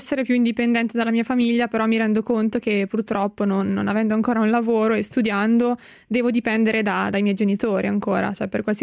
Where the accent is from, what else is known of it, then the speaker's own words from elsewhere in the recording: Cremona, Lombardy, Italy; perché io sono di Cremona, che è una città piccola di provincia